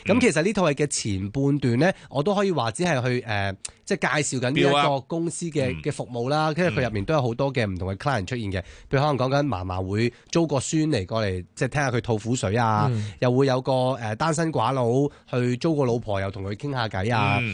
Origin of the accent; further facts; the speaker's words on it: Hong Kong; 作為香港人嘅一份子啦